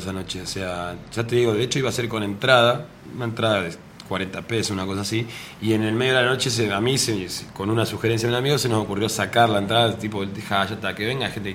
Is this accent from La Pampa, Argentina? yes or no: yes; Santa Rosa, La Pampa, Argentina; Yo, por ejemplo, soy de Santa Rosa, de La Pampa